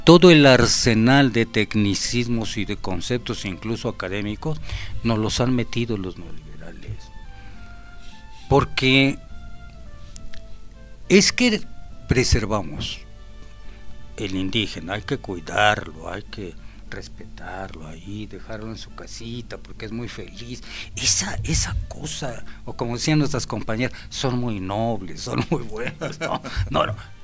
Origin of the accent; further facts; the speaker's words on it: Mexico; usted sea mexicano como yo